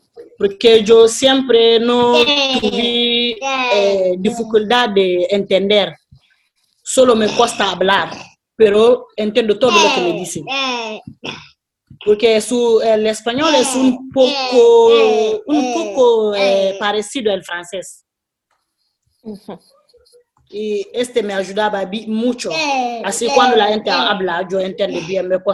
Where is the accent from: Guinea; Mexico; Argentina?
Guinea; Spanish is a second language; yo soy de Guinea. El Wolof no es mi lengua, pero Guinea y Senegal es muy cerca. Así siempre, yo me gustaba viajar, siempre estaba en Senegal, tengo una parte de mi familia ahí, y así aprendió el Wolof también, bien.